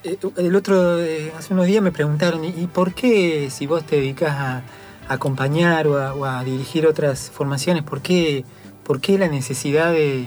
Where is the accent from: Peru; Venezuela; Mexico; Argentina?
Argentina; San Luis; yo me crié en San Luis, digamos, y San Luis forma parte de la región cuyana